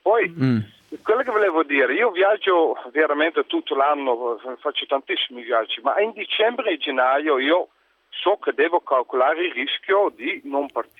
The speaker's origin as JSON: {"language": "Italian", "country": "Netherlands", "second_language": "Italian", "moved": "yes", "lives_now": "Italy", "said": "Io sono dall'Olanda, vivo in Italia"}